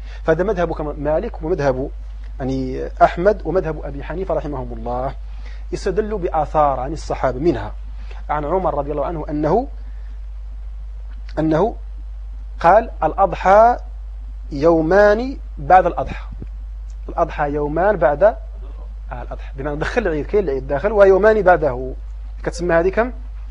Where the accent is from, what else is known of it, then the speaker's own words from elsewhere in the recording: Morocco; لكن عندنا في المغرب